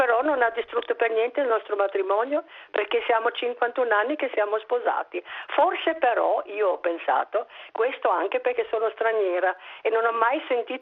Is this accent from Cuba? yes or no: no; Austria; Io sono austriaca